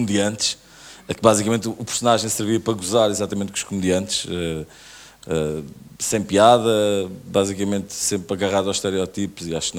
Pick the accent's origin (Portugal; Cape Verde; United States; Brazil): Portugal; Odivelas, Lisbon; nós crescemos os dois em Odivelas